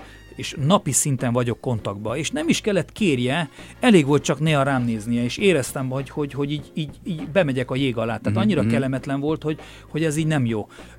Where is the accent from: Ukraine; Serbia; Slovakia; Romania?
Romania; Transylvania; hogy magyar vagyok, de mégse vagyok magyar, Erdélyben bozgor voltam, tehát hazátlan volt